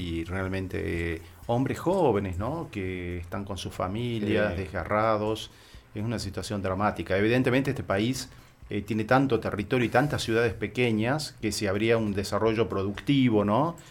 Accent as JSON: {"language": "Spanish", "country": "Argentina", "said": "Tenemos el orgullo como argentinos de tener una ciudad que es un faro de la cultura en Sudamérica"}